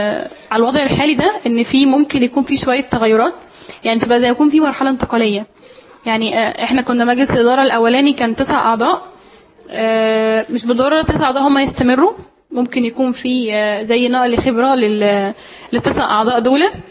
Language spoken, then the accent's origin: Arabic; Sohag, Sohag Governorate, Egypt; فأنا سعودية من سوهاج فشيء طبيعي ان يكون دماغي نشفة